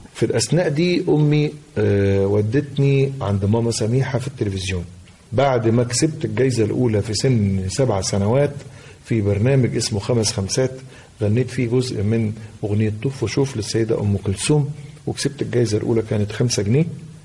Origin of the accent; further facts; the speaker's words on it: Tanta, Gharbia, Egypt; والحضرة عندنا في طنطا شيء كان وما زال من متلازمات الحياة لبعض الناس